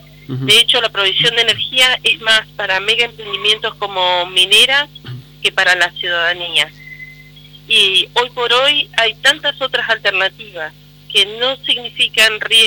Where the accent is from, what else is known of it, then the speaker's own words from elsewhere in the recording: Río Negro, Argentina; Pero soy de Río Negro.